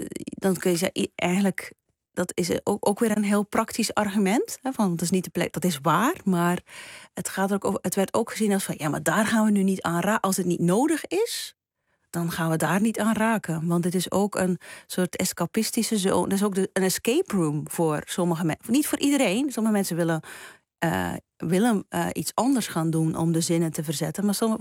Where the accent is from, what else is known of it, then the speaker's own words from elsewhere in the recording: Belgium; ik heb op mijn thuisland België... heel vaak denk ik van... gelukkig woon ik daar niet.